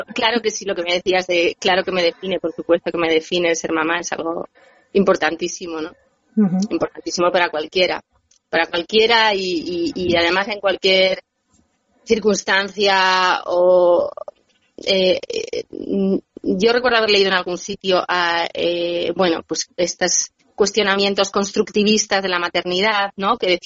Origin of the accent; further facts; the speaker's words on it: Bilbao, Basque Country, Spain; moved away; quería empezar diciendo que soy bilbaína, porque me hace ilusión, o sea, una emisora de mi ciudad, aunque yo, bueno, hace muchísimos años que me exilié de mi ciudad natal, pero bueno, soy de allá.